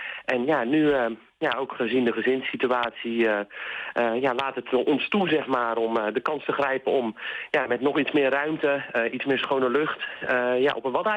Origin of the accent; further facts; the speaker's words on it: Sliedrecht, South Holland, Netherlands; Ik woon er tegenaan. Mijn hele leven al trouwens. Opgegroeid in Sliedrecht.